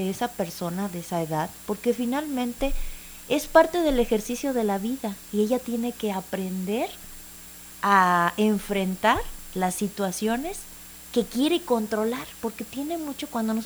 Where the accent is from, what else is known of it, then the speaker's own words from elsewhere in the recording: Mexico; nosotros como mexicanos y una cultura que tenemos como muy común es cerrar los ojos, no prepararnos